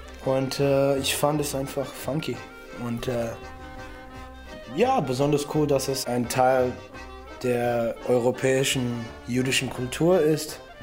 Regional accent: Detroit, Michigan, United States; Ich bin in Detroit aufgewachsen, einfach amerikanisch assimiliert. Meine so kulturelle Erziehung als Amerikaner hat mit so Rock und Motown, Soul und Punk und Folk zu tun.

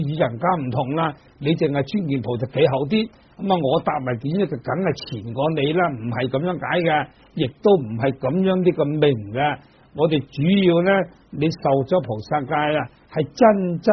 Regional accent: China; 尤其是我们中国人啊，很多那些迷信的

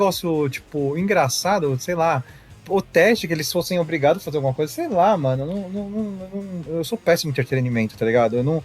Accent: Brazil; Eu, como brasileiro, faço isso.

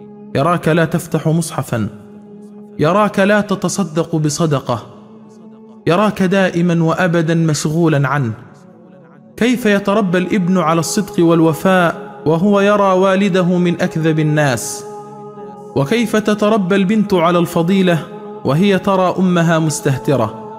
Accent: Upper Egypt, Egypt; عندنا في الصعيد يقولون إذا كبر ولدك خويه مش ربيه

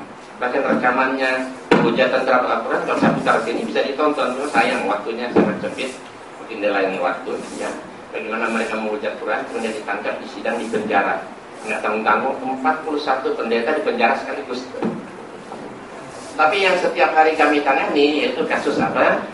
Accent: Manado, North Sulawesi, Indonesia; born there; now in Depok, Indonesia; saya lahir di Manado 8 September tahun 49 dan tinggalnya di Jalan Tuburaya nomor 8 Kelapa 2 Cimanggis Depok, tepatnya depan Asrama Brimob Kelapa 2.

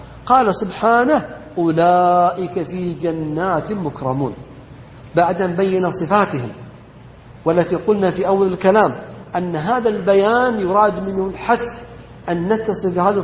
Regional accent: Saudi Arabia; وإما يذكر فيحمد أن بلدنا المملكة العربية السعودية أنها ردت ذلك

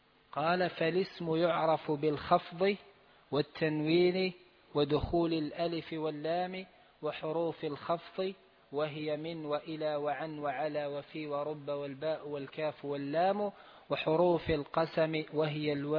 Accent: Algeria; نحن عندنا في الجزائر يقال حرف جر ويقال اسم مجرور

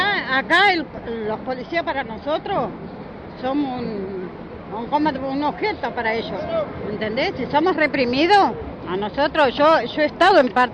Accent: La Matanza, Buenos Aires Province, Argentina; yo soy de Matanza, en un barrio humilde, donde la mayoría no tienen su casa, su vivienda digna como tenemos que tener.

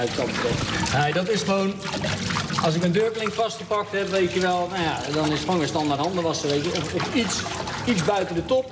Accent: Zoeterwoude, South Holland, Netherlands; uit Zoeterwoude. Ik ben kaasboer op ons familiebedrijf.

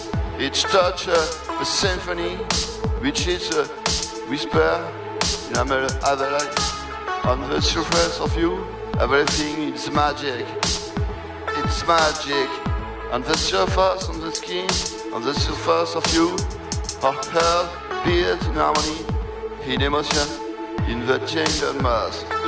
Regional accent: France; English is a second language; And I'm sorry for my accent, because I'm French.

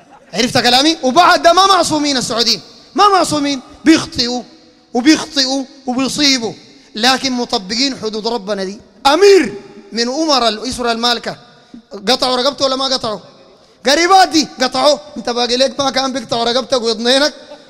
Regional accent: Sudan; أنا سوداني يا أخي 100% زيك، لكن أنت شيوعي وأنا سني على سنة النبي

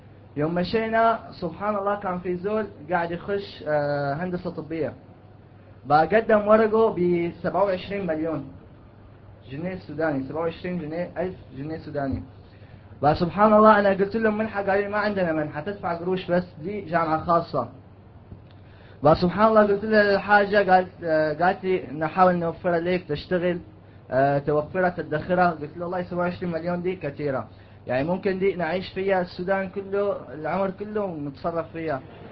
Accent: Syria; طيب نحن يوم جينا من سوريا

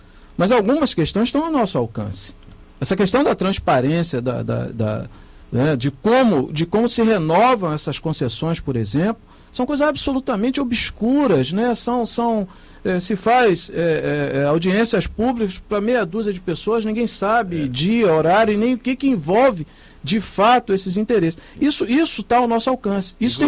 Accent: Rio de Janeiro, Brazil; born there; eu já estou indo aí para os meus 50 anos, mas eu ando de trem há muitos anos. Eu nasci na Baixada Fluminense e vi ao longo desses 50 anos as mudanças que houveram, por exemplo, no transporte ferroviário aqui no Rio de Janeiro.

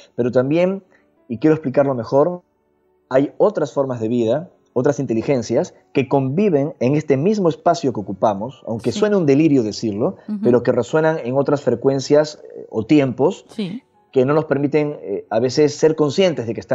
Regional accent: Peru; Yo nací y crecí en Perú, como ya mencionamos, y es un país fecundo de misterios

